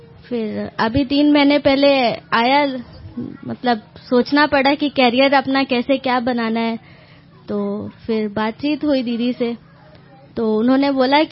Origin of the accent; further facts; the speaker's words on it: Kanpur, Uttar Pradesh, India; मैं कानपुर से हूँ